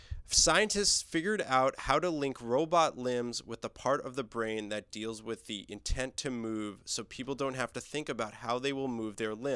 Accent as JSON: {"language": "English", "region": "East Coast", "country": "United States", "said": "No, I'm not. I'm from the East Coast."}